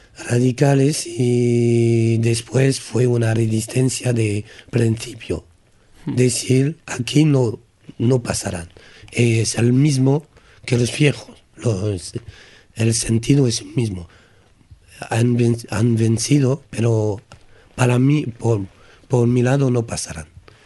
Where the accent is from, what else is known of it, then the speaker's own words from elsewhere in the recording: Gascony, France; porque soy de Gascuño, a un vecino de Euskal Herria